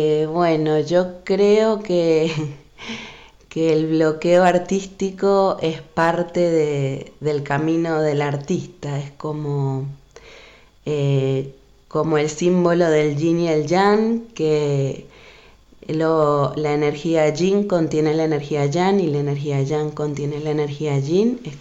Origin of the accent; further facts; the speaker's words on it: Venezuela; now in Argentina; soy venezolana y hace muchos años que estoy viviendo en Argentina y hace bastantes años también acá en el Valle. Y bueno, yo nací en el año 86